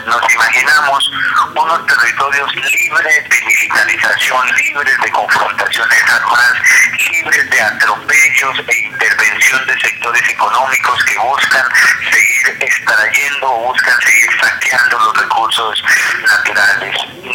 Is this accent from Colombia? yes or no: yes; Colombia; los derechos que nos asiste como colombianos y colombianas nos permita vivir en condiciones dignas.